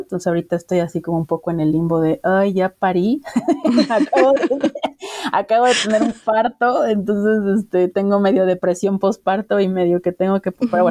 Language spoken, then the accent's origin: Spanish; Mexico; soy una mujer mexicana que habita la Ciudad de México